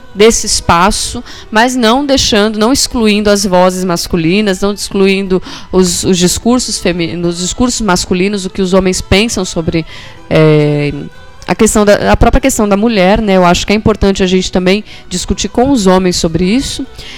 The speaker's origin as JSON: {"language": "Portuguese", "country": "Brazil", "said": "Mas quantas tábuas invisíveis nós, mulheres aqui brasileiras, não temos, né?"}